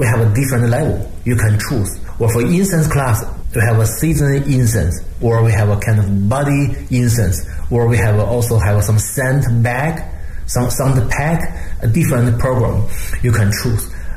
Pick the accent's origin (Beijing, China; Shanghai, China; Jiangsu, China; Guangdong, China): Beijing, China; And for me, I'm from Beijing, I know Beijing a lot.